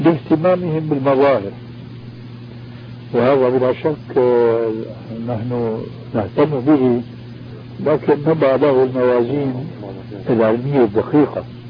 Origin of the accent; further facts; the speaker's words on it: Damascus, Damascus Governorate, Syria; كما يقولون عندنا في دمشق